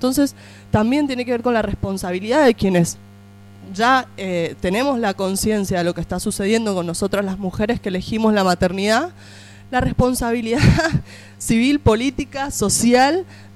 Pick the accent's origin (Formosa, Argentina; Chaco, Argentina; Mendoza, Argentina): Mendoza, Argentina; Vengo de Mendoza, para que sepan.